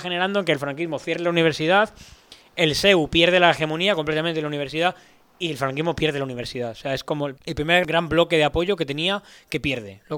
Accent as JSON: {"language": "Spanish", "town": "Alcalá de Henares", "region": "Community of Madrid", "country": "Spain", "tie": "born or raised there", "said": "yo me he criado, yo soy de Alcalá de Henares, ¿vale? Que si alguien no lo sepa, está aquí, al lado de Torrejón."}